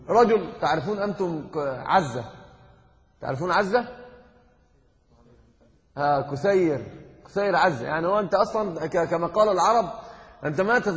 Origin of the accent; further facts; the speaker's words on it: Egypt; يعني عندنا في مصر يقولون كلمة من العجب